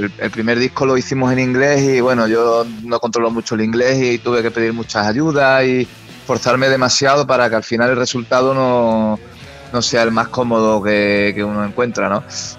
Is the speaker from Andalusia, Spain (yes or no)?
yes; Huelva, Andalusia, Spain; now in Burgos, Spain; Sí, yo soy de Huelva, pero la banda está afincada en Burgos. Y yo llevo aquí ya varios años viviendo en Burgos